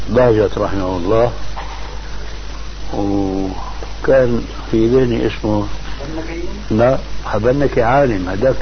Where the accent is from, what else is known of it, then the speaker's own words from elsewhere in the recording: Damascus, Damascus Governorate, Syria; المهم كان عندنا في دمشق